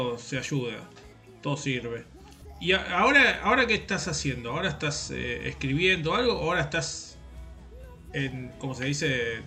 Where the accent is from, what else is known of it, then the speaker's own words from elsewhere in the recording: Ensenada, Buenos Aires Province, Argentina; me decían, ¿de dónde sos? De Ensenada. Qué lejos. Pero la puta madre, digo, ¿cómo lejos? Si yo en la moto llegaba en 4 minutos al centro